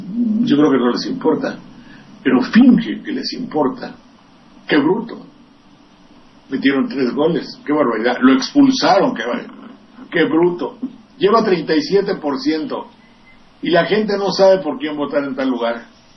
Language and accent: Spanish; San Andrés Tlalnelhuayocan, Veracruz, Mexico; de San Andrés Tlalnehuayocan, de mi tierra, preguntando